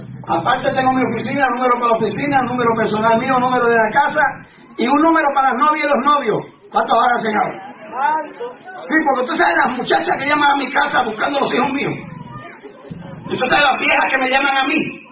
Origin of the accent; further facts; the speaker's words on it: Mexico; Pero estatua de ídolo, como mexicano ninguno.